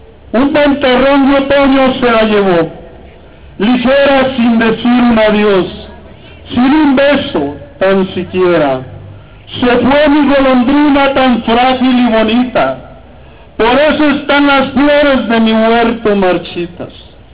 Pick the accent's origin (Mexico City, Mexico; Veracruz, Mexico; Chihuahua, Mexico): Chihuahua, Mexico; yo vengo de Chihuahua, un estado violento o más que el estado de Durango.